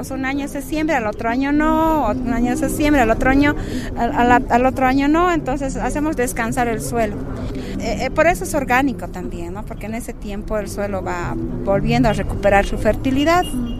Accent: Bolivia; Sin embargo, somos los bolivianos que producimos

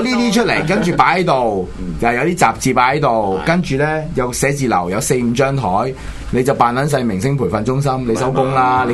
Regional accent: Hong Kong; 咁我咧就我明撚知你啲大陸閪係恰鳩我哋香港人噶啦

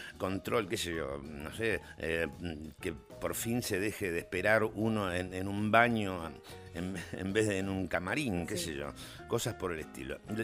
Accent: Buenos Aires, Argentina; Yo nací y me crié en Plaza Lavalle. Me crié en La Salle y en el Pellegrini. Y en Belgrano de Bellas Artes.

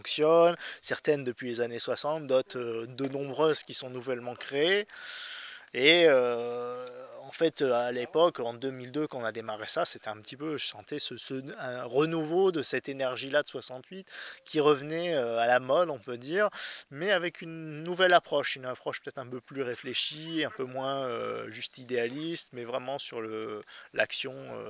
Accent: Provence-Alpes-Côte d'Azur, France; toute mon enfance sur la Côte d'Azur, j'ai passé mon temps à faire des cabanes, à explorer les bois autour de chez nous.

